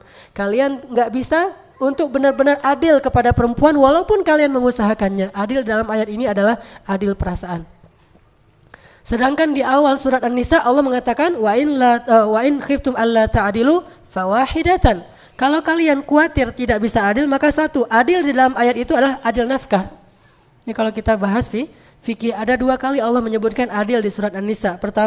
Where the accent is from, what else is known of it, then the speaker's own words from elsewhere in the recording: Aceh, Indonesia; Saya sebagai orang Aceh